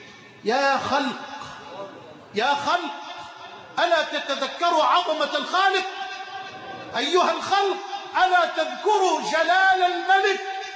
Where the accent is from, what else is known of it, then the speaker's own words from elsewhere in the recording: Egypt; اللهم اجعل بلدنا مصر أمنا أمانا، سخاء رخاء